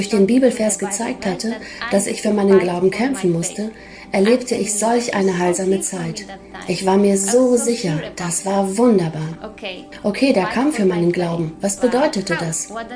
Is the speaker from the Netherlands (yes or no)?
no; Poland; German is a second language; now in Switzerland; Ich bin Polin und lebe derzeit mit meiner Familie in der Schweiz.